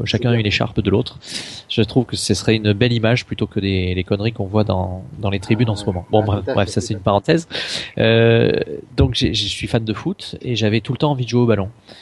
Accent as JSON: {"language": "French", "town": "Marseille", "region": "Provence-Alpes-Côte d'Azur", "country": "France", "tie": "born there", "said": "Je suis né à Marseille, donc évidemment je suis un grand fan de l'OM."}